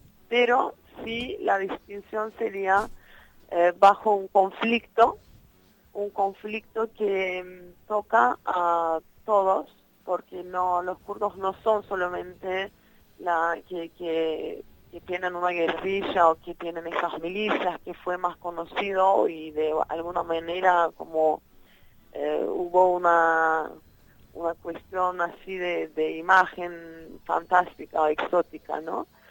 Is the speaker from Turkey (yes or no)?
yes; Turkey; Spanish is a second language; Yo soy kurda de Turquía, digamos, una kurda que vivía en Turquía, que nací en Turquía.